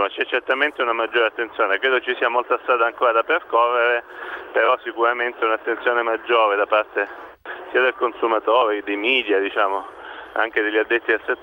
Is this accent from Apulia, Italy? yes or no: yes; Apulia, Italy; anche poi come pugliese rappresenta una caratterizzazione importante diciamo del territorio.